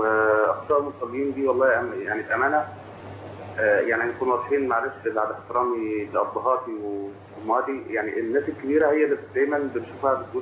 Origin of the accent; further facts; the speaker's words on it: Faiyum, Faiyum Governorate, Egypt; moved away as an adult; now in Libya; انا من الفيوم.